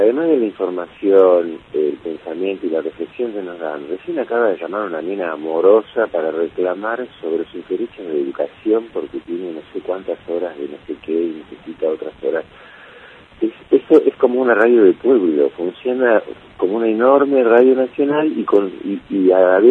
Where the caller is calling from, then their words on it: Chile; de Chile.